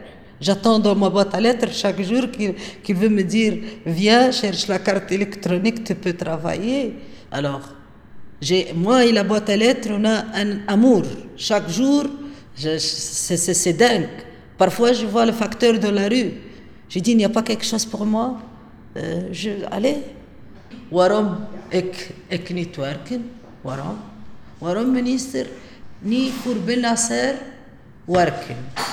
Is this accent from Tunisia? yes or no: yes; Tunisia; now in Blankenberge, Belgium; Je suis tunisienne, j'habite à Blankenberg.